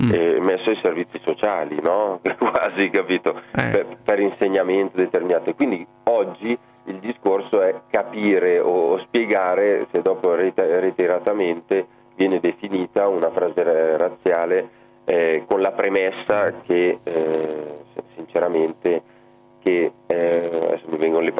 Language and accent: Italian; Lombardy, Italy; essendo brianzolo anch'io, anche le battute in dialetto tante volte si fanno